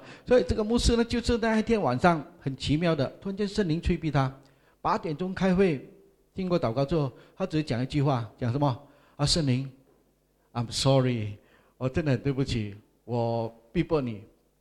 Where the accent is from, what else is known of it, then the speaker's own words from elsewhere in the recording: Sandakan, Sabah, Malaysia; 我是沙巴人啊，东马人啊，我山达根人